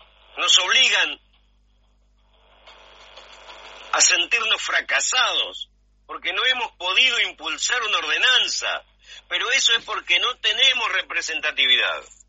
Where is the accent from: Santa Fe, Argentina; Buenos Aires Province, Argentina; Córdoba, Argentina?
Buenos Aires Province, Argentina; Alberti; Muchísima gente de mi pueblo, Alberti, en la provincia de Buenos Aires, a 190 kilómetros de la capital federal.